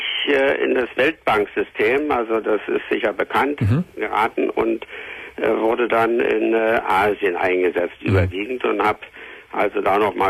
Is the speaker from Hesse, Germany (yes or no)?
no; Berlin, Germany; also doch immer noch als Deutscher und vor allen Dingen nach der Wiedervereinigung war es ohnehin interessant, zurückzukommen als Berliner.